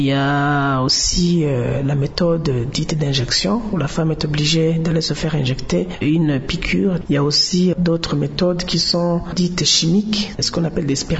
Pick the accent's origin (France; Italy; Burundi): Burundi; Chez nous au Burundi, comme partout ailleurs dans le monde